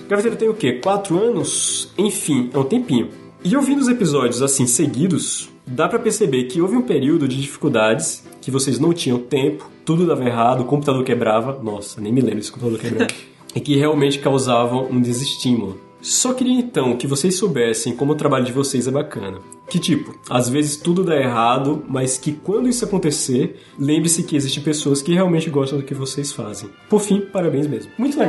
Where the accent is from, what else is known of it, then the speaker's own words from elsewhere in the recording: Northeast Region, Brazil; Inércia, vou falar, fazer que nem nordestino que eu sou.